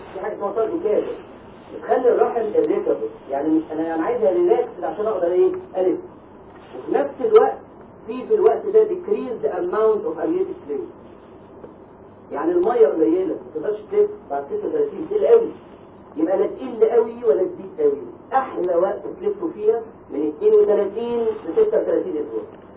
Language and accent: Arabic; Egypt; ثالث خط احنا عندنا في مصر اذا بيبي اتولد قبل 32 اسبوع يعيش؟